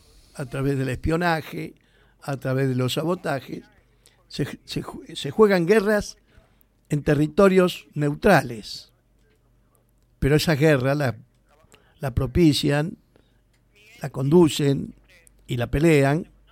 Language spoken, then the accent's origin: Spanish; Argentina; mis ancestros fueron italianos, también tengo hijos, yo que soy argentino